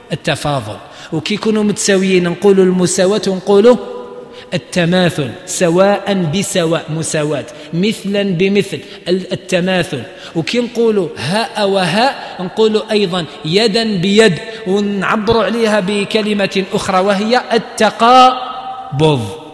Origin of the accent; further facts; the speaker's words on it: Algeria; موجودة في بعض المناطق عندنا في الجزائر مازالوا يقولوها